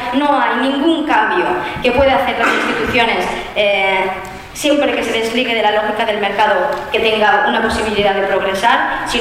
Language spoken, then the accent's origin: Spanish; Valencian Community, Spain; Yo soy valenciana